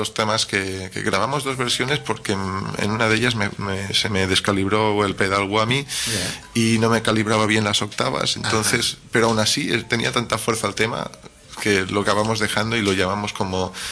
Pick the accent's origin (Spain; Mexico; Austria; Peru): Spain; also born or lived in Germany; Sí, pero ya. Pero soy hijo de españoles, soy hijo de Pepe y de Lola.